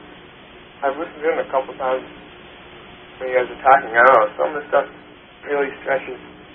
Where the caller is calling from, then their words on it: Minnesota, United States; Minnesota.